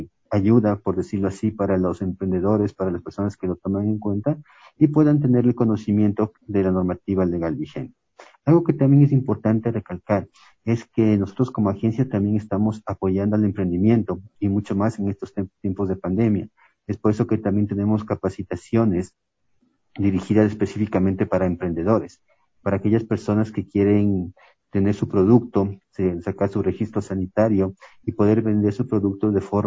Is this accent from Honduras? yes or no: no; Ecuador; los emprendimientos que tenemos como ecuatorianos